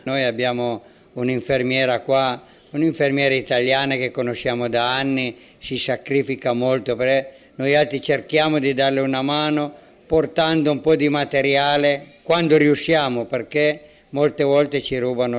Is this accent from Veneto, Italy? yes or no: no; Pinerolo, Piedmont, Italy; moved away as an adult; now in Togo; Ho 70 anni e da 7 anni che sono in Togo. Prima facevo l'idraulico in Piemonte, sono di Pinerolo.